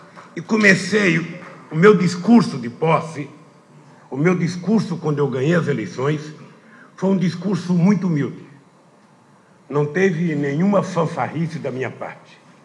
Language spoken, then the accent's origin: Portuguese; Pernambuco, Brazil; eu trazia na minha vida a experiência de um retirante nordestino, sou de Pernambuco, sabe, que passou fome.